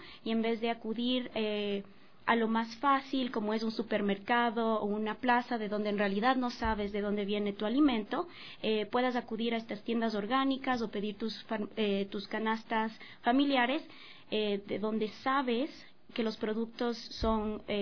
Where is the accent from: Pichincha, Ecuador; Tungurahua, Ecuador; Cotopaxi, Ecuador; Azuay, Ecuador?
Tungurahua, Ecuador; Ambato; nosotros somos de Ambato, de la ciudad de Ambato